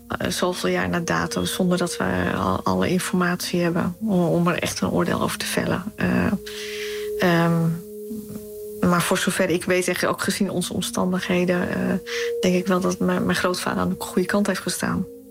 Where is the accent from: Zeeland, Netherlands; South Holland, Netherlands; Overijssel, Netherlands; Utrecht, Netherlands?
Utrecht, Netherlands; Amersfoort; born there; Ik ben geboren in Amersfoort. In het pand Utrechtse straat 14. Boven een winkel. Mijn ouders hadden in die tijd een winkel in de Utrechtse straat 14.